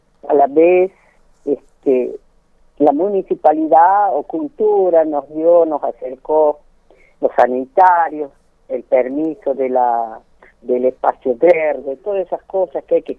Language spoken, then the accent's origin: Spanish; Jujuy, Argentina; now in Córdoba, Argentina; Yo hace 60 años que soy jujeña.